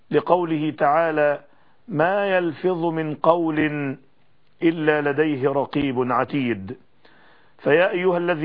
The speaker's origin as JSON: {"language": "Arabic", "country": "Egypt", "said": "إنني في هذه المرحلة الفاصلة في بلادنا مصر وبلاد العالم كله"}